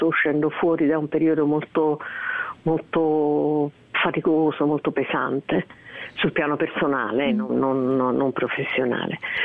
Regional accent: Naples, Campania, Italy; e in particolare anche più napoletano, visto che sono napoletana.

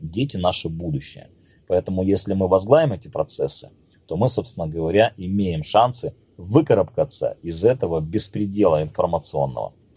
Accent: Crimea, Ukraine; как крымчанин, как коренной крымчанин, мы всегда надеялись на то, что произойдет чудо

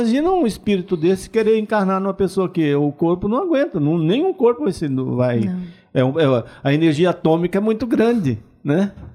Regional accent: Codó, Maranhão, Brazil; É. Codó, sou de Codó. Codó, exatamente. Codó.

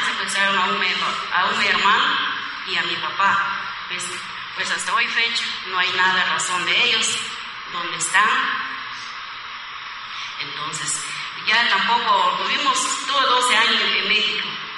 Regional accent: Guatemala; Yo soy una mujer sobreviviente de Guatemala. Yo soy guatemalteca

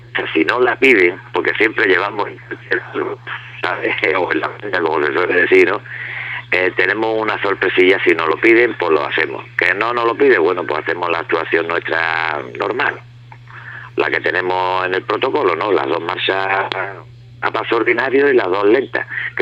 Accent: Marbella, Andalusia, Spain; Y bueno, Marbella, porque yo soy de aquí, de Marbella, y la banda de Marbella, aunque seamos nosotros de San Pedro

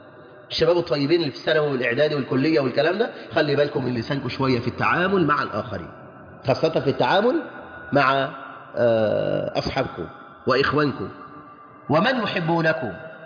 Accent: Egypt; ليجعل بلدنا مصر أمناً أماناً

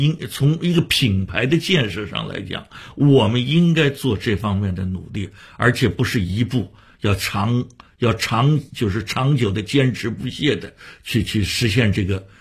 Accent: Shanghai, China; 北京人也做过我们上海人的戏啊

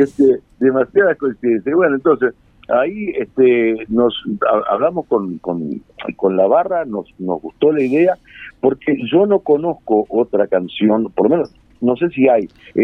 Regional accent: Rivera, Uruguay; now in Montevideo, Uruguay; yo nací acá en Rivera, digo, tengo a mi madre, tengo a mi frontera querida, el cuadro de fútbol, y bueno, y tengo Rivera que no sé, creo que Tomás de Mato dijo algo parecido, yo digo que soy un riverense que duerme en Montevideo

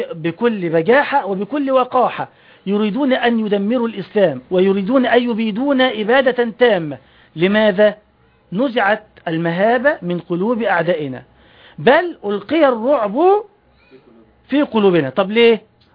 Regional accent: Egypt; إذن أنا مسلم فقط، ولا أتسمى إلا بهذا الاسم. ثانيا، فأنا مصري أحب بلدي

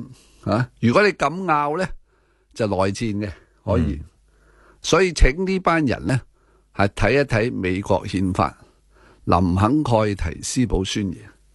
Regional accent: Hong Kong; 这个令到我们香港人都

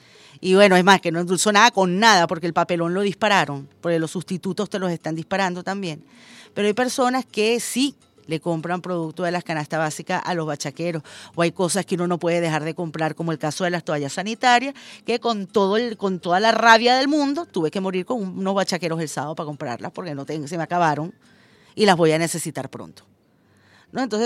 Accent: Venezuela

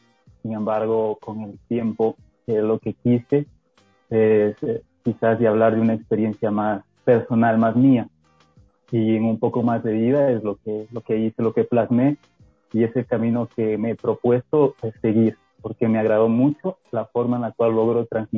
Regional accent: Santo Domingo de los Tsáchilas, Ecuador; empecé a hacer bandas ahí en el pueblo donde yo crecí. Ahora sí les digo, yo nací en Santo Domingo de los Áchilas, señores.

